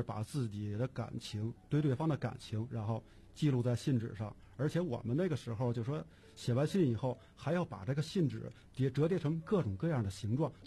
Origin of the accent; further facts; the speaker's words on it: Daxing, Beijing, China; 括号北京大兴，不是